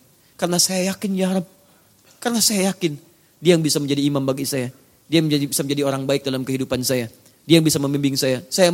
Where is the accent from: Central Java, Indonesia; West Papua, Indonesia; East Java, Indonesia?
East Java, Indonesia; Surabaya; born there; now in Jakarta, Indonesia; dari Tanah Kusir. Ya. Lahir di Surabaya, tinggal di Tanah Kusir.